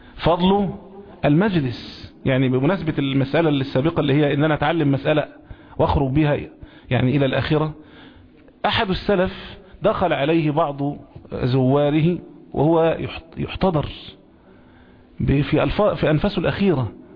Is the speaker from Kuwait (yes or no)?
no; Egypt; كل المصريين عارفينه طبعا، كان عندنا فيلم زمان كمصريين